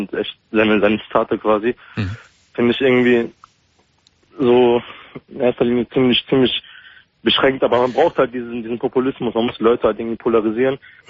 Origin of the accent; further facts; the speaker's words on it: Germany; born there; Ich bin gebürtig Deutscher, aber ich bin türkisch, ja, also türkischer Herkunft.